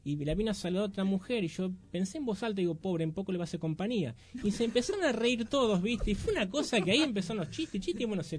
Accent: Chivilcoy, Buenos Aires Province, Argentina; Yo soy de Chivilcoy, uh-huh. Un pueblo que está a 130 kilómetros de acá.

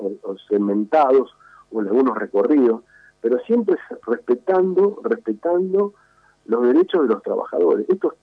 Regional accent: Moreno, Buenos Aires Province, Argentina; soy de Moreno, nací en Moreno

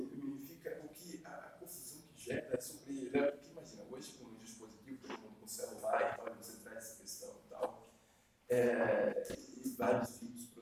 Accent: Northeast Region, Brazil; sou nordestino, sou do caso Santa Agostinho, e cresci num dos bairros mais perigosos do Brasil, né? E aí sou formado pela Federal de Recôncavo

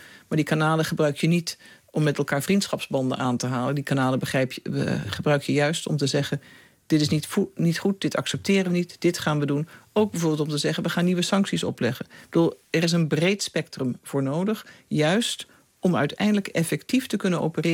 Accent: Netherlands; Maar als Nederlander, maar ik zou ook zeggen als toen ondersecretaris-generaal van de VN, wist ik wel

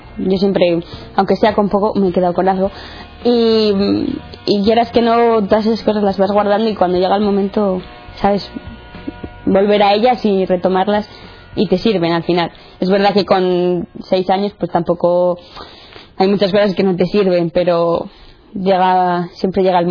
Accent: Santander, Cantabria, Spain; tengo 18 años, soy de Santander, soy la mediana de tres hermanos. Mi familia siempre ha sido católica, practicante, tanto por parte de padre como de madre, y entonces pues siempre me he criado en un ambiente cristiano.

